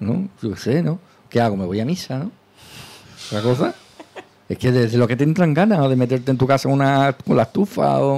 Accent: Andalusia, Spain; Soy andaluz, soy un hombre de luz.

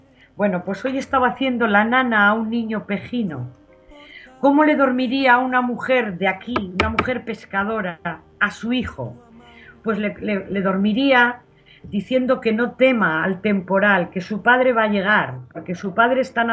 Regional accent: Laredo, Cantabria, Spain; lugar la hice pensando en Laredo, en mi infancia y en mi madre. Y entonces, aunque no nombra a mi pueblo Laredo, sí que está dentro. O sea, el que lo escucha sabe que yo me estoy refiriendo a mi lugar de infancia.

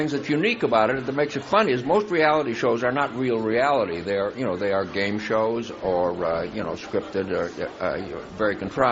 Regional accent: Chicago, Illinois, United States; we had a wonderful couple of days in Chicago, my hometown where I grew up, and went back and visited my old neighborhood, my old schools

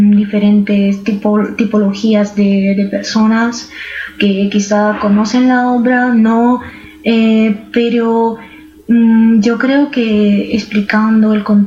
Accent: Romania; first language Romanian; Spanish is a second language; now in Spain; el rumano, que es mi lengua materna. Yo vivo en España, pero soy de origen de Rumanía.

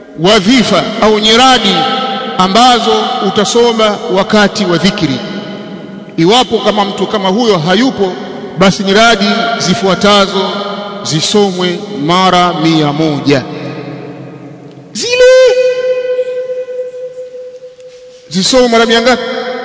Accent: Tanzania; Kwa sababu mweusi, sijatoka Saudia, nimetoka Tanzania.

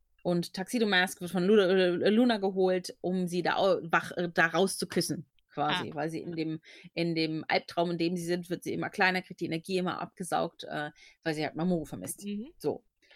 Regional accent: Cologne, North Rhine-Westphalia, Germany; Ich komme ja aus Köln

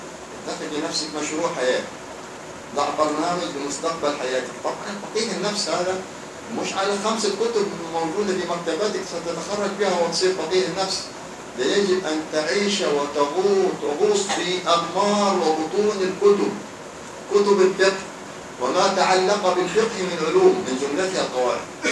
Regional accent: Hadhramaut, Yemen; عندنا في حضرموت

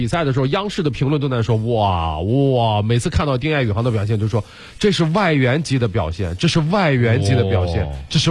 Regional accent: Shandong, China; 并不是因为我是山东人

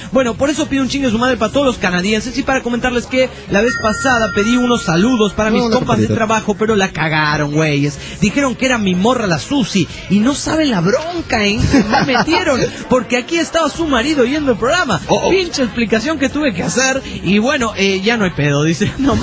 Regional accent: Guerrero Negro, Baja California Sur, Mexico; de Guerrero Negro, Baja California, sur de México.

